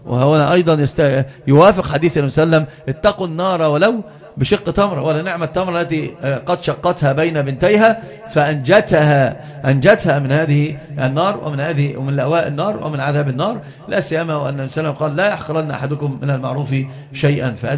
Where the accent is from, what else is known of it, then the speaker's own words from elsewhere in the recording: Upper Egypt, Egypt; عندنا في الصعيد وأنت تعرفون كنت بقى صعيد